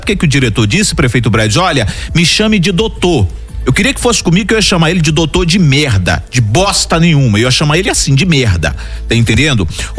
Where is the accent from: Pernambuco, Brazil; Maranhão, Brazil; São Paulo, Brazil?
Maranhão, Brazil; São Luís; Eu como Ludovicense, espero que dê certo